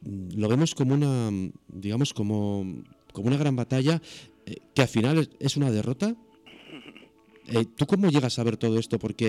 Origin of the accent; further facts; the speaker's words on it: Cantabria, Spain; yo soy cántabro, yo no soy zaragozano